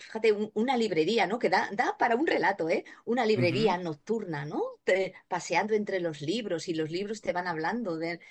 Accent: Zaragoza, Aragon, Spain; also born or lived in Bilbao; now in Málaga, Spain; yo nací en Bilbao, en el norte de España, mi padre era vasco, ya no está entre nosotros, ya está en otro plano, mi madre extremeña, yo me he criado en Zaragoza y bueno, me siento muy malagueña, llevo muchos años en Málaga.

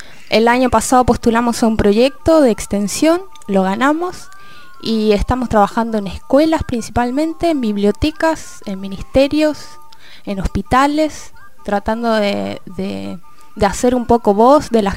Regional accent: Valparaíso, Chile; yo vengo de Valparaíso, que es un lugar en el centro de Chile, al lado del mar, donde llegan muchos barcos, mucha gente de todo el mundo. Hay casas de colores, hay música, hay teatro por todos lados.

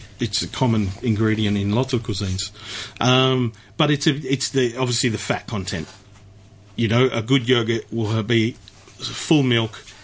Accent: Melbourne, Victoria, Australia; I grew up in Melbourne.

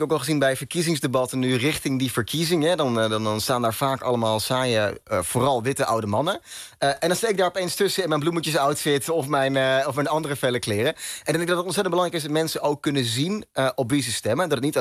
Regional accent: Olst, Overijssel, Netherlands; moved away as an adult; now in Groningen, Netherlands; ik kom uit het oosten van Nederland. Een heel klein dorpje, Olst, tussen Zwolle en Deventer. Daar heb ik 19 jaar van mijn leven gewoond, denk ik. En ik ben na mijn 19e verhuisd naar Groningen. Daar woon ik nog steeds.

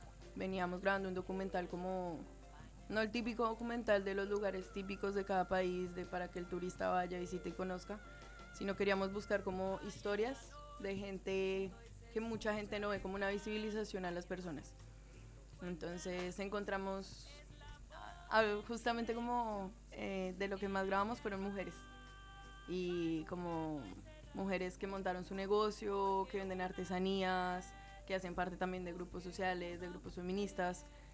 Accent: Colombia; moved away as an adult; now in Argentina; Sí, soy de Colombia.

